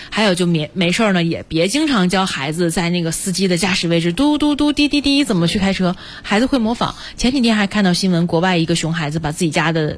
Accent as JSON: {"language": "Chinese", "region": "South China", "country": "China", "tie": "born or raised there", "said": "我小的时候身边好多男同学啊、比如说我们一块走，我在南方长大嘛，雨水比较多"}